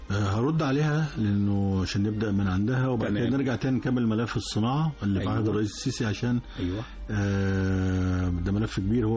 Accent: Egypt; فإحنا مصريين جنسية يعني نفتخر بها جدا

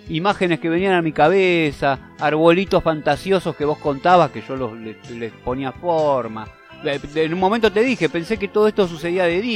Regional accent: Argentina; Y lo que significa para nosotros como argentinos eso también.

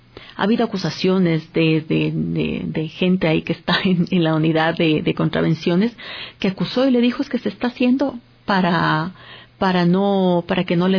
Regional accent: Ecuador; porque somos ecuatorianos, somos ecuatorianas

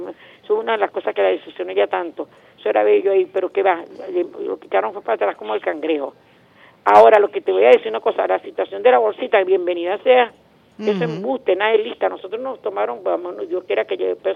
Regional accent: Venezuela

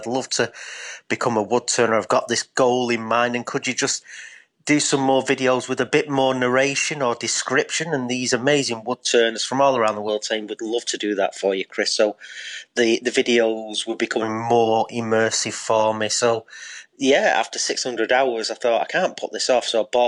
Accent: Eccles, North West England, United Kingdom; born or raised there; now in Derbyshire, United Kingdom

